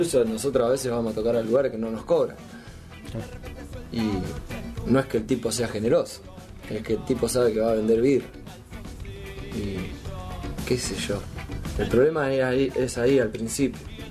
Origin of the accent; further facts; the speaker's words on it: Necochea, Buenos Aires Province, Argentina; nosotros que somos de Necochea, por ejemplo